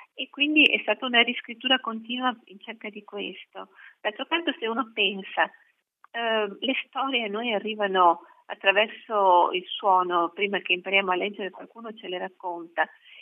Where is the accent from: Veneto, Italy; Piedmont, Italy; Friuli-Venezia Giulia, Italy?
Veneto, Italy; Vicenza; Sì, io sono di Vicenza, una città bellissima.